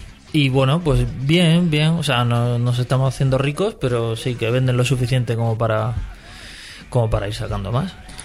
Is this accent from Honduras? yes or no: no; Region of Murcia, Spain; hablo continuamente de que soy murciano